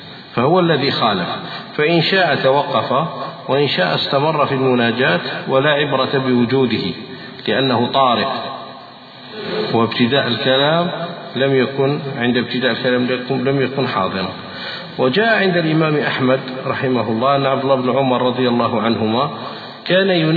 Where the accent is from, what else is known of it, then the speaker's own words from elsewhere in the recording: Algeria; وهذا يقع عندنا في الجزائر.